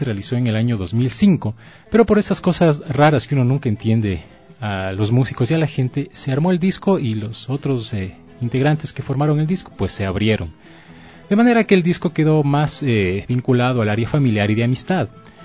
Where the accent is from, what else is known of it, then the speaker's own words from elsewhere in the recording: Otavalo, Imbabura, Ecuador; yo soy de Otavalo. Mi mamá es de Otavalo, mi papá es de la provincia de Tungurahua, de un pueblo que se llama Huambalito, que queda más arriba de Pelileo.